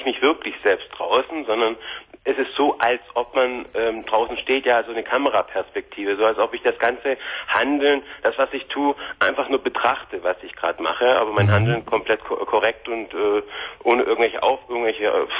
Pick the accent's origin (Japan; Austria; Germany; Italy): Germany; now in Switzerland; Heute, wie gesagt, lebe ich mit meiner Frau. Wir sind aus Deutschland ausgewandert in die Schweiz.